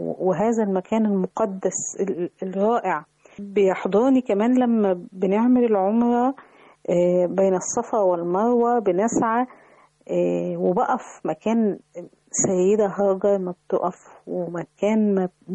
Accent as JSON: {"language": "Arabic", "country": "Egypt", "said": "أنا روحت أماكن كتير داخل مصر، ولكن الواحد بيخجل إن إحنا كمصريين بنهمل أحيانا إن إحنا نطلع جولات سياحية"}